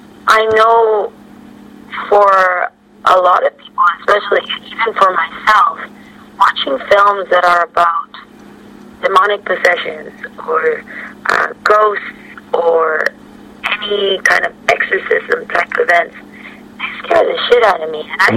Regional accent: Mexico; But like being being born and raised in Mexico

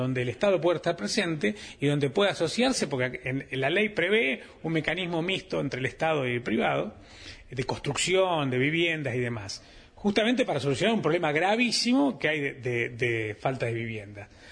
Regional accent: Mercedes, Buenos Aires Province, Argentina; yo que soy de Mercedes

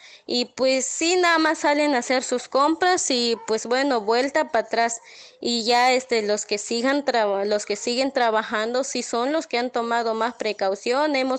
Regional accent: Palenque, Chiapas, Mexico; soy de aquí de Palenque, Chiapas

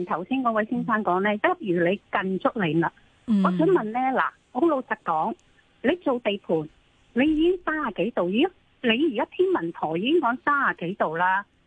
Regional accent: Hong Kong; 我哋香港人防疫系防得好好噶

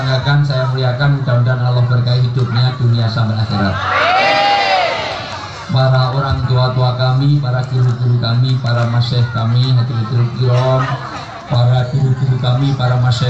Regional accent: Java, Indonesia; Saya asli orang Jawa, dalam tradisi Jawa orang tua disebut sepuh.

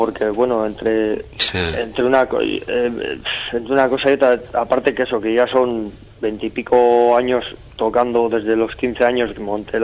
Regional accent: Errenteria, Basque Country, Spain; yo soy de aquí, de Rentería, que es un pueblo pequeño que no tiene nada que ver con Donosti, que es súper pijo

